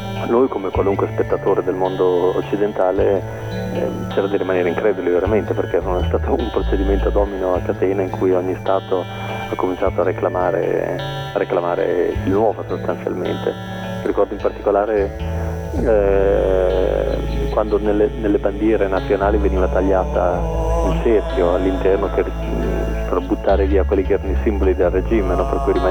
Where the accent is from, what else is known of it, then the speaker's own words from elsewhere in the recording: Reggio Emilia, Emilia-Romagna, Italy; Per storie, perché io sono emiliano